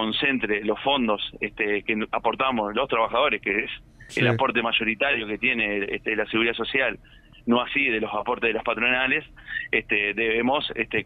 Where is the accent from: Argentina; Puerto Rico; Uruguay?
Uruguay; que si no tenemos como uruguayos ese aporte concentrado en el BPS